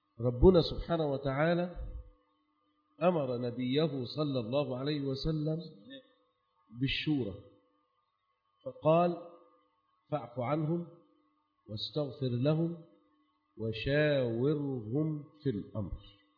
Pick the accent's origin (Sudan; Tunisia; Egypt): Egypt; احنا بنقول يعني عندنا في مصر مثل زائد يقول احنا بنختار احسن الوحشين